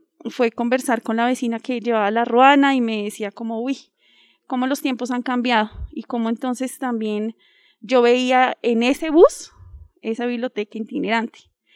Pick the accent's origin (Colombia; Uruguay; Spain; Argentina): Colombia; Bogotá, Bogotá Capital District; Bueno, venimos de Husme, sí, el contexto, venimos de Husme rural